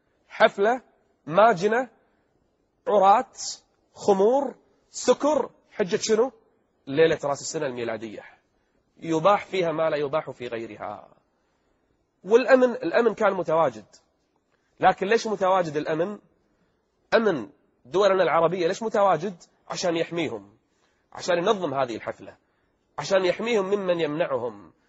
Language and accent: Arabic; Kuwait; أحد التجمعات السياسية الموجودة عندنا في الكويت